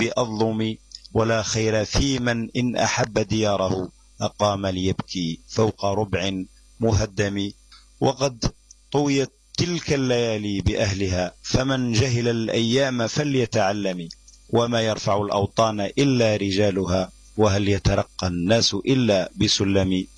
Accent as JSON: {"language": "Arabic", "country": "Algeria", "said": "ولكن بعض المناطق عندنا في الجزائر يقولوا الحمار"}